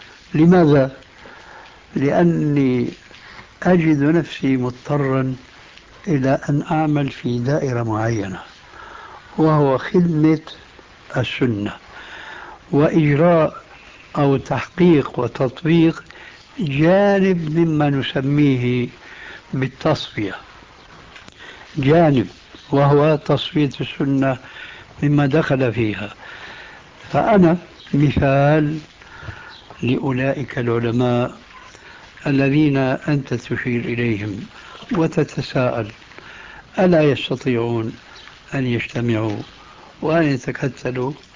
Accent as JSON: {"language": "Arabic", "country": "Syria", "said": "كما يقولون عندنا في سوريا"}